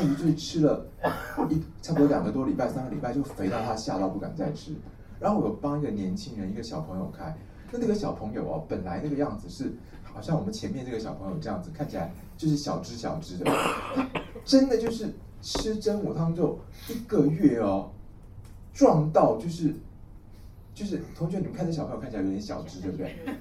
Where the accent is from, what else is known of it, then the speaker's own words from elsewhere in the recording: Taiwan; 而且我们台湾人的水土体质其实非常明显